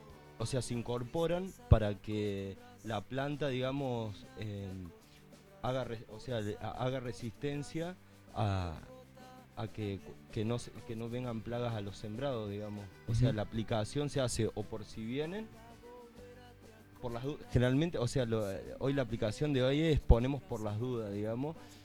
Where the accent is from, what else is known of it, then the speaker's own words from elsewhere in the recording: Ceres, Santa Fe, Argentina; born there; en el noroeste de Santa Fe, en la localidad donde nací, en Cere